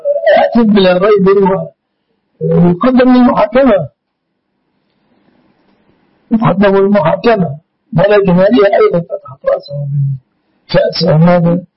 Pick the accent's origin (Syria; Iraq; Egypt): Egypt; النقوط في بلادنا مصر الإسلامي